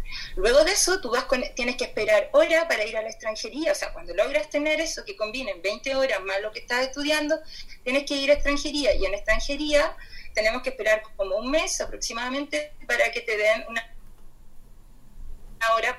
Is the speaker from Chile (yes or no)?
yes; Chile; Voy a repetir que yo soy de Chile